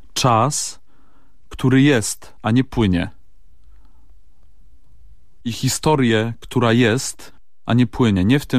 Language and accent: Polish; Silesian Voivodeship, Poland; accent: Silesian; ja od dziecka mówię po śląsku.